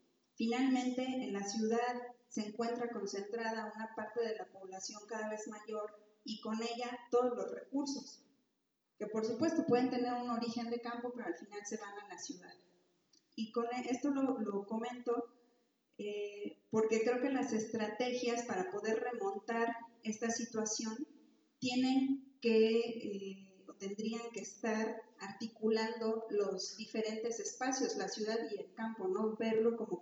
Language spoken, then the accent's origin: Spanish; Mexico City, Mexico; vengo de la Ciudad de México, soy cooperativista.